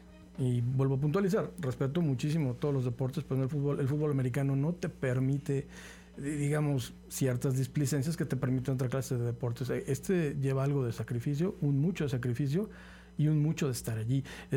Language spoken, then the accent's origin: Spanish; Querétaro, Mexico; now in Xalapa, Mexico; Nosotros venimos de la ciudad de Querétaro, llegando a Jalapa